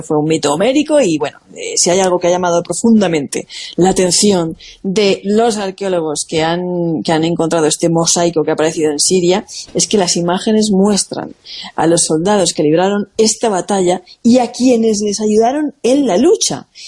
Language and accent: Spanish; Monforte del Cid, Valencian Community, Spain; Luisa Pastor es de mi pueblo, de Monforte de Cid